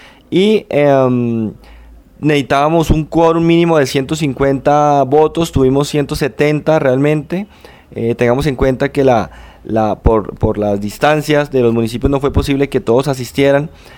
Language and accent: Spanish; Sasaima, Cundinamarca, Colombia; yo soy de Sasaima, yo soy nacido y criado en la vereda La Victoria, es una de las veredas de la parte alta de Sasaima, la cual colinda con Albán, pues de toda la vida aquí, hijo y orgullosamente sasaimero